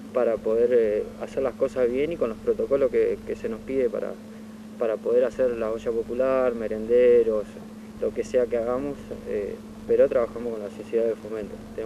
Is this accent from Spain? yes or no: no; Cañuelas, Buenos Aires Province, Argentina; somos todos de Cañuela, gente, pibes como de nuestra edad y chicas, chicos que venimos a la cancha y que nos conocemos de acá